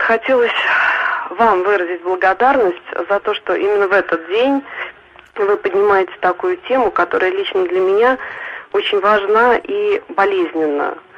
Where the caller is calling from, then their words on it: Nizhny Novgorod, Nizhny Novgorod Oblast, Russia; Я вам звоню из Нижнего Новгорода